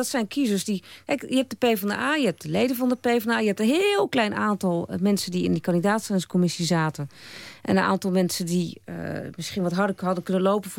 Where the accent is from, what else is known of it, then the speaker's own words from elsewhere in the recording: Amsterdam, North Holland, Netherlands; En ik kwam ook uit Amsterdam en er waren te veel Amsterdammers.